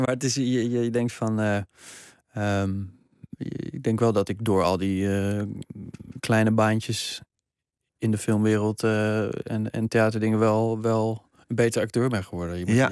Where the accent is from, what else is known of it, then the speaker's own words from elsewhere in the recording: Amsterdam, North Holland, Netherlands; Ik kom zelf uit Watergasmeer. Dus een rare combinatie van aanzien en geld en dure scooters.